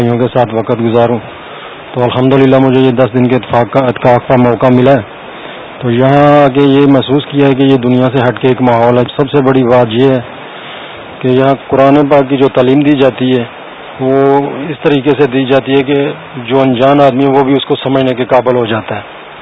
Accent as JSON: {"language": "Urdu", "town": "Sialkot", "region": "Punjab", "country": "Pakistan", "said": "میرا تعلق سیالکوٹ سے ہے."}